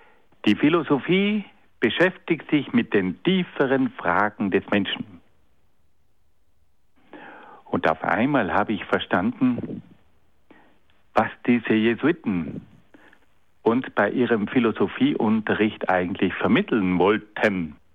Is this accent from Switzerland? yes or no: no; Trentino-Alto Adige, Italy; Als Südtiroler war ich verpflichtet, 15 Monate beim Militär zu dienen.